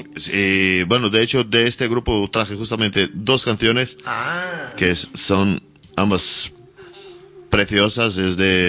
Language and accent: Spanish; São Paulo, Brazil; Sí, yo soy de Sao Paulo. Allí.